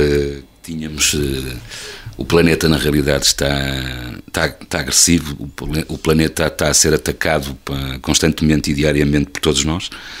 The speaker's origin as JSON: {"language": "Portuguese", "country": "Portugal", "said": "somos portugueses, vamos assumir a nossa língua, vamos divulgá-la o máximo possível."}